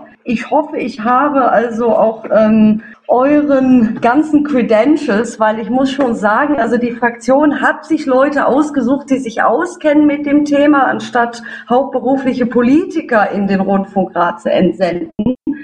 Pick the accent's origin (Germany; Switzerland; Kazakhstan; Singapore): Germany; Freiburg, Baden-Württemberg; Ich bin Freiburgerin, daher kann ich diese Ausbildung gutheißen.